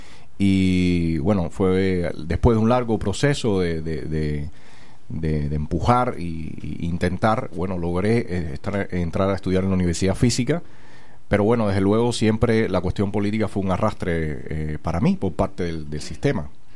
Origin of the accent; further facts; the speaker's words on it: Cuba; más interés en lo que estaba ocurriendo en mi país. Me doy cuenta que realmente, aunque profesionalmente me iba bien en otro lugar, pero realmente mis raíces estaban en Cuba